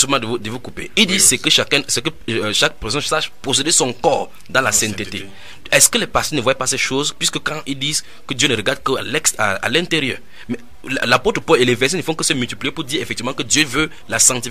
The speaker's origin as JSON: {"language": "French", "town": "Douala", "region": "Littoral", "country": "Cameroon", "said": "je suis de Douala au Cameroun."}